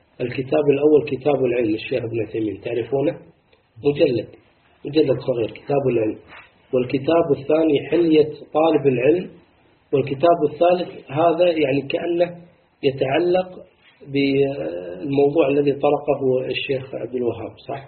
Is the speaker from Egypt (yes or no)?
no; Kuwait; يعني شيء بديع عندنا في الكويت الحمد لله